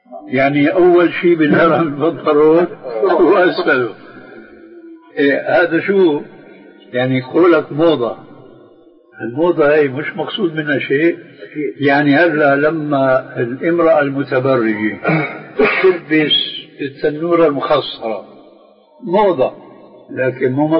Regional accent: Syria; في بنطلون عندنا في الشام مضى عليه زمن يسموه شرلستون

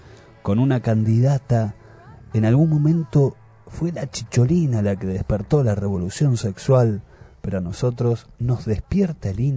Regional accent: Uruguay; No voy a votar a ninguno de ustedes porque soy uruguayo.

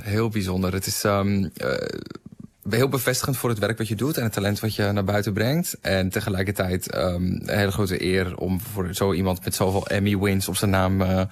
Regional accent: Volendam, North Holland, Netherlands; de wereld waar ik ben opgegroeid in Volendam was heel heteronormatief.

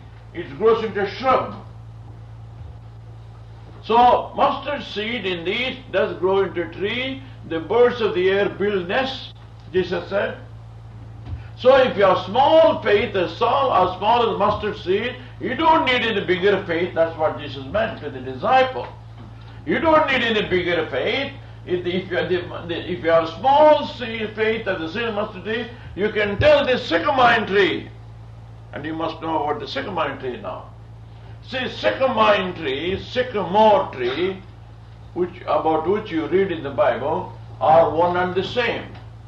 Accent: India; So I have not come here from India to teach you something. I came from India to give you something.

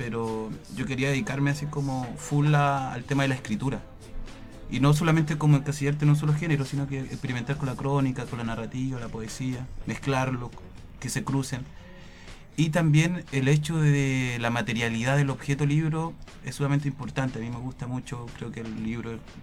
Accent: Santiago, Santiago Metropolitan Region, Chile; also born or lived in Rancagua; Nací en 1986 en Rancagua. Viví en la sexta región parte de mi infancia y después nos trasladamos a la periferia de Santiago, la zona sur.

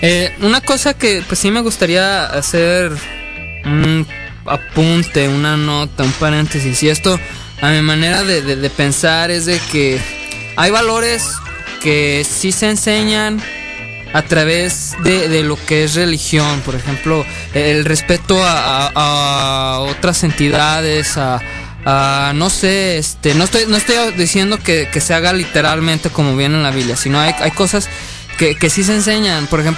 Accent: Mexico; No, yo no soy gringo en ningún pinche momento. Soy mexicano. Hueso colorado.

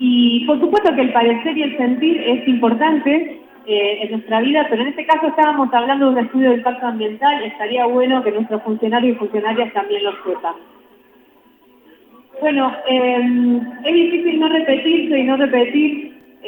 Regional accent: Capilla del Monte, Córdoba, Argentina; vengo de Capilla del Monte

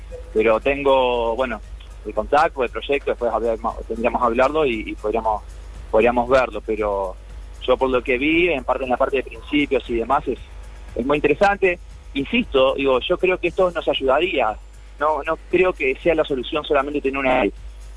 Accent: Santa Fe, Argentina; Yo como santafesino debería inscribir una base de datos en mi provincia

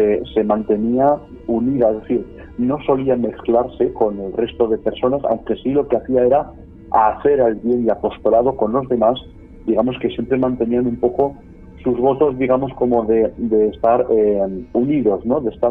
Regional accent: Aragon, Spain; Sí, como tú dices, es mi tierra, es donde tengo esa simbiosis tan especial. Es donde siempre quiero volver, ¿no? Es la zona que me ha visto crecer a mí.

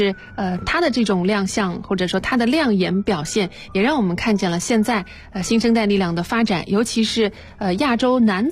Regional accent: southern China, China; 我作为一个南方人第一次体验冰雪，有一种相见恨晚的感觉。

